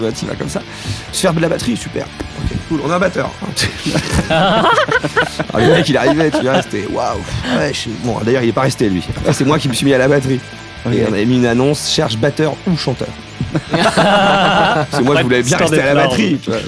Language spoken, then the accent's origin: French; Lassay-les-Châteaux, Pays de la Loire, France; also born or lived in Angers; alors je suis né à Angers. Toute ma famille est originaire à peu près de ce coin-là. Et ensuite, mes parents ont déménagé en Mayenne pour le boulot. Et donc, j'ai grandi à Lassay-les-Châteaux, dans le nord Mayenne. C'est pas un très gros bled, ça fait 2500 habitants.